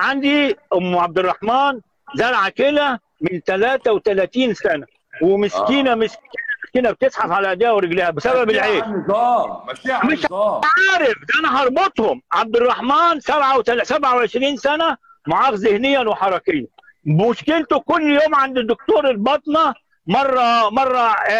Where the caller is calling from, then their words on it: Jeddah, Makkah Province, Saudi Arabia; بكلمك في السعوديه من جده